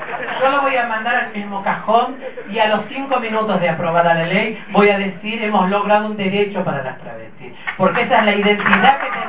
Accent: Salta, Argentina; Soy salteña, si la empanada no tiene papa, para mí no es empanada.

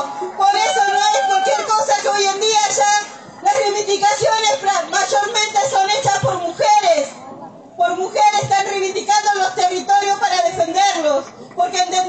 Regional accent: Cusamen, Chubut, Argentina; soy de Cusamen, mi comunidad es Currache, soy de Cusamen, de vuelta al río, el paraje, Chubut.

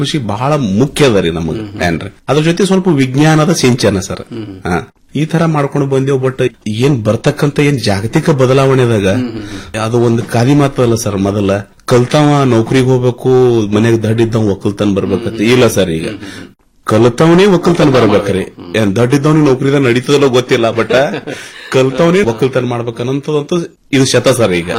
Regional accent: Mashala, Karnataka, India; ನಾನು ಹುಟ್ಟೂರು ಮಾಶಾಳ, ತಾಲೂಕ ಅಫಜಲ್ಪುರ, ಇದೇ ಕಲಬುರಗಿ ಜಿಲ್ಲೆ.

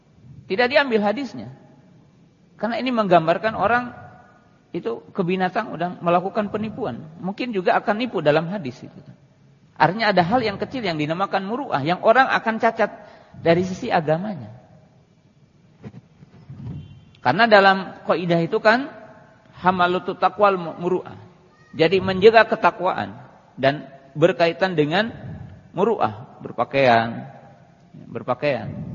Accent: Java, Indonesia; Ya, kalau kita orang Jawa kan tata krama

